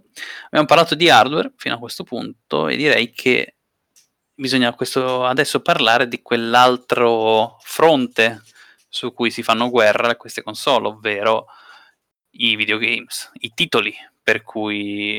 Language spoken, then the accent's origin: Italian; Switzerland; da osservatore esterno, da svizzero